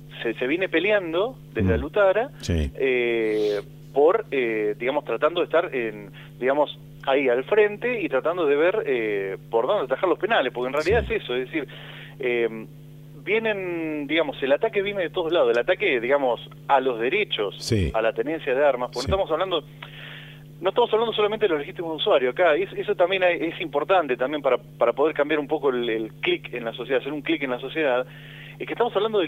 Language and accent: Spanish; Argentina; Pero como argentinos estamos muy acostumbrados a decir